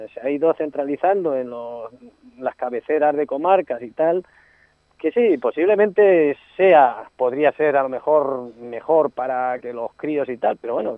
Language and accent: Spanish; Anchuras, Castilla-La Mancha, Spain; Hombre, yo creo que mi pueblo lo más bonito que tiene son, sin duda, y lo mejor son sus gentes